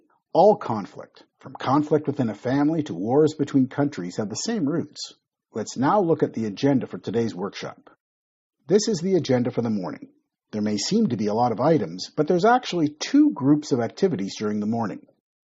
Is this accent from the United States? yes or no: no; Toronto, Ontario, Canada; moved away as an adult; now in Malaysia; I am Canadian. I was born and grew up in Toronto. I have lived in Malaysia for more than 25 years. Malaysia is now my home.